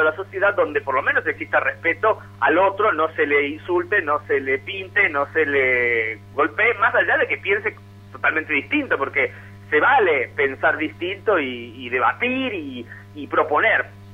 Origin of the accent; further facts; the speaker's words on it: Argentina; moved away as an adult; also born or lived in Mexico; now in Rome, Italy; yo soy argentino, pero bueno, a los 18 años en el 97 salí, viajé a México para estudiar Ciencias de la Comunicación y dedicarme al periodismo, y desde hace casi 7 años vivo aquí en Roma.